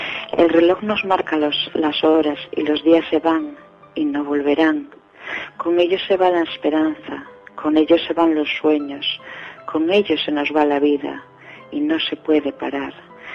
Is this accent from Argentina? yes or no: no; Seares, Asturias, Spain; born there; donde yo nací es una aldea muy chiquitita, o sea, no hay ni siquiera biblioteca. Es una aldea, bueno, como creo que nos van a oír desde Asturias, es una aldea, se llama Seares, pertenece al concejo de Castropol, y es, o sea, una aldea muy chiquitita.